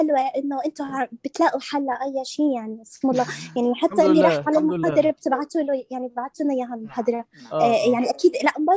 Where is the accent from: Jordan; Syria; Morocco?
Jordan; ولا انا من الاردن طبعا.